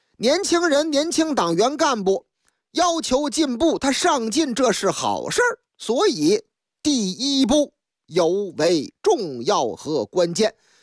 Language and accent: Chinese; Liangshan, Shandong, China; 嗨，话说我的老家山东哪儿都有好汉啊，特别是梁山县。